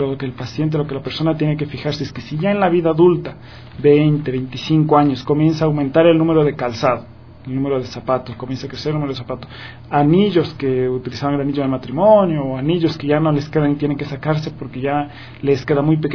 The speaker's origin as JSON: {"language": "Spanish", "country": "Ecuador", "tie": "born or raised there", "also_born_or_lived": "Uruguay", "moved": "as an adult", "said": "Sí, yo soy ecuatoriano, nací en Ecuador, me formé y me gradué como médico general en Ecuador"}